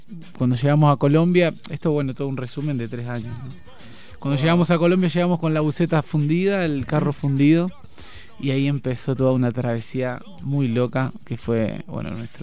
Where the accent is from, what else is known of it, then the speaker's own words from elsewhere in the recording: Rosario, Santa Fe, Argentina; mi compañera es Mary, nosotros somos de Rosario, de Argentina.